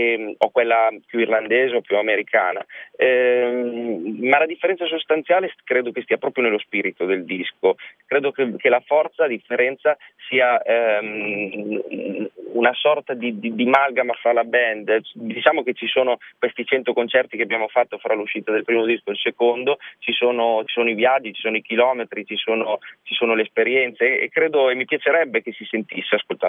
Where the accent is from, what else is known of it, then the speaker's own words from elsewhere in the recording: Emilia-Romagna, Italy; non per forza appartenenti alla mia terra, che è l'Emilia